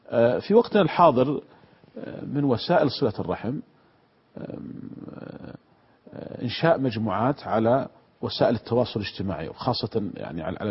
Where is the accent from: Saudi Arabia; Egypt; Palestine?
Saudi Arabia; كانت عندنا في المملكة العربية السعودية قديما تسمى عكس وعكوس